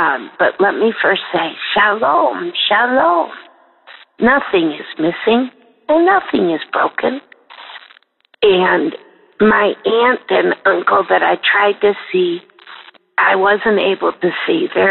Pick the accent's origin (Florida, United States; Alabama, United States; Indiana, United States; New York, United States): Indiana, United States; Newburgh; now in LaGrange, United States; calling you from LaGrange, Illinois, but I'm from Newburgh, Indiana.